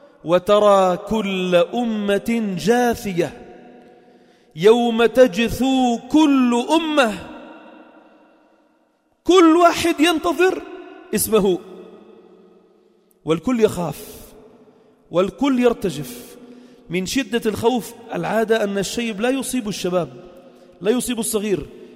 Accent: Lebanon; وعندنا بلبنان ما شاء الله جبال،

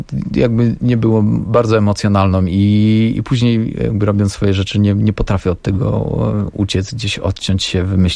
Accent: Silesian Voivodeship, Poland; pochodzę z mojej miejscowości pod Częstochową

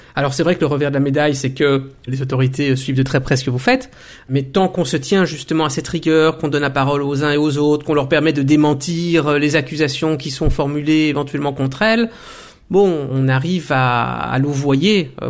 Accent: Belgium; moved away as an adult; Et étant belge, je suis né, j'ai grandi en Belgique, pour moi, l'Afrique dont on parlait et dont on parle toujours aujourd'hui, ce sont les anciennes colonies belges

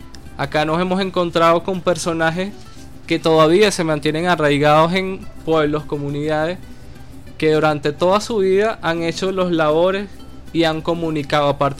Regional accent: Miranda, Venezuela; now in Caracas, Venezuela; Él también es de Miranda, los dos somos de Miranda, pero residimos acá en Caracas.

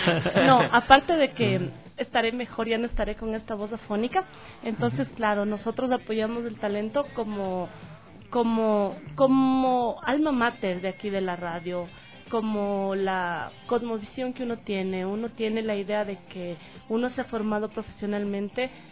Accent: Ecuador; nosotros como ecuatorianos, si tenemos un defecto

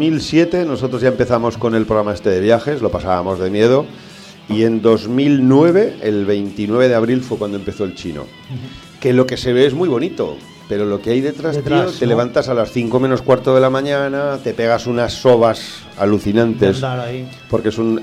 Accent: Cariñena, Aragon, Spain; O te vas a mi Sierra del Gairén, que yo soy de Cariñena y lo tenemos al ladito y tal.

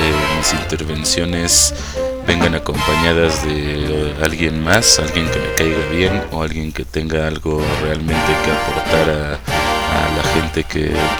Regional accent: Mexico; nuestro trajinar por la vida como mexicanos

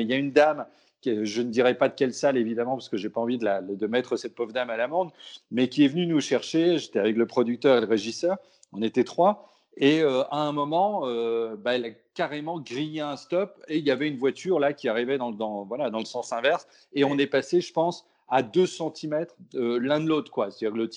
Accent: Brittany, France

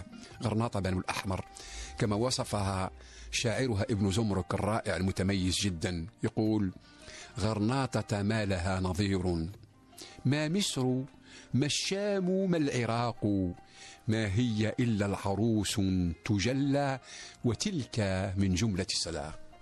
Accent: Algeria; also born or lived in Paris, France; أنا عشت في باريس لفترة 5 سنوات واستفدت، ولكن بشرط، لأني أنت تعرف باللي أنا جزائري

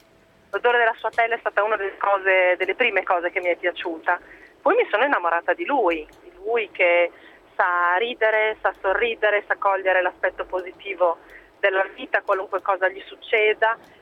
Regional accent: Bologna, Emilia-Romagna, Italy; io ho 38 anni, vengo da Bologna, abito in provincia di Bologna.

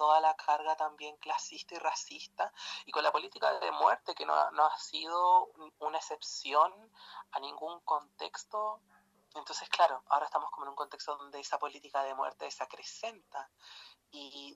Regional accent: Illapel, Coquimbo, Chile; desde fines de marzo me encuentro viviendo en Illapel, que es el pueblo donde yo nací, donde tengo a mi familia y me crié muchos años de mi vida, y del cual salí por esas oportunidades de estudiar en otro lado, y como buena provinciana y pueblerina

